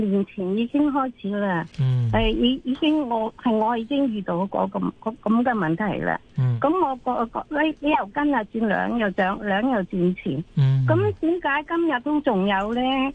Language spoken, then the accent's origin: Cantonese; Hong Kong; 因為話佢知道我係香港人啊嘛，